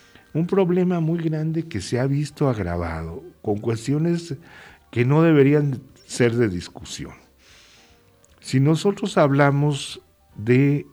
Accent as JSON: {"language": "Spanish", "country": "Mexico", "said": "¿qué nos queda a nosotros como mexicanos? Pues organizarnos."}